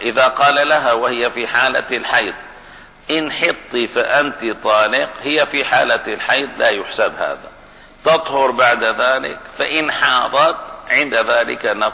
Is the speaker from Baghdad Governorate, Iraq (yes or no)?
yes; Baghdad, Baghdad Governorate, Iraq; accent: Baghdadi; معنى هذا لا عند لغتي ولهجتي أهل بغداد